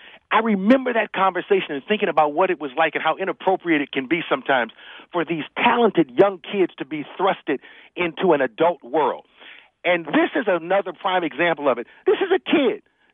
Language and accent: English; Cleveland, Ohio, United States; I'm from Cleveland, and for me, that's a sign that you know who I am.